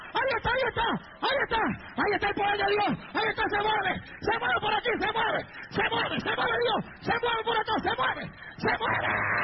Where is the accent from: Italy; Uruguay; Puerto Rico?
Puerto Rico; Yo me crié en Puerto Rico. Es una isla.